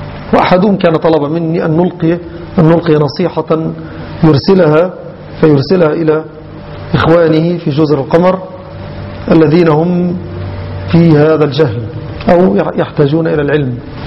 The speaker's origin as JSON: {"language": "Arabic", "country": "Egypt", "said": "كما يحدث عندنا في مصر وفي البلد الأخرى"}